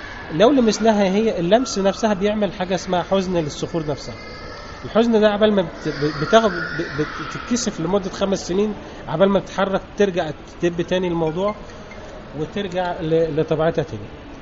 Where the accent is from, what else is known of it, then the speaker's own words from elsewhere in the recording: Rashid, Beheira, Egypt; now in Sharm El Sheikh, Egypt; انا من محافظه البحيره من مركز رشيد جنب اسكندريه كده, وقعد هنا بقالي 15 سنه في شرم الشيخ. والبلد دي تعتبر بلدي لان نص عمري كله قضيته في في في البلد هنا في شرم الشيخ.